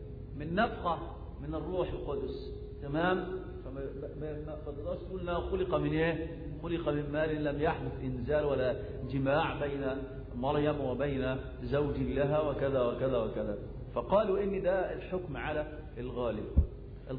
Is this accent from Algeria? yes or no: no; Egypt; وللأسف الشديد التعليم الفاشل عندنا في مصر